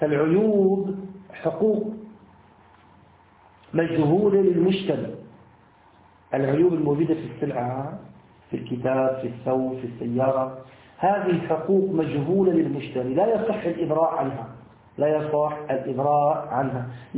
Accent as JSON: {"language": "Arabic", "country": "Syria", "said": "عندنا في بلاد الشام في سوريا"}